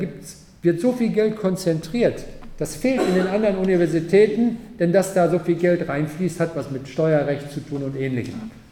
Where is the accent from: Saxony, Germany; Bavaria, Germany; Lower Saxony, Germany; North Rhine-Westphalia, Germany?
North Rhine-Westphalia, Germany; Paderborn; Also ich komme aus Paderborn